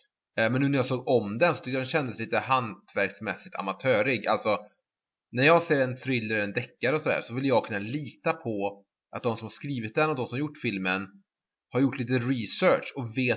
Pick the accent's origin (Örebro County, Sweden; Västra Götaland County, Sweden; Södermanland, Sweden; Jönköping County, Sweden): Västra Götaland County, Sweden; Trollhättan; Sen var jag hemma i Trollhättan igen